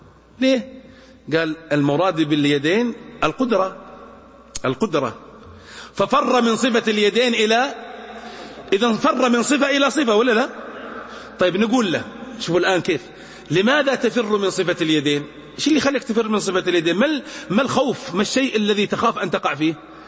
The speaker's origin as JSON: {"language": "Arabic", "region": "Najd", "country": "Saudi Arabia", "said": "أتنقلنا إن عندنا في نجد يقولون"}